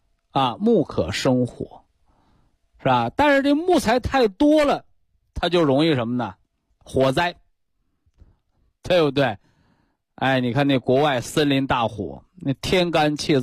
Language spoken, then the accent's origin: Chinese; China; 所以我们中国人，我给大家反复强调中医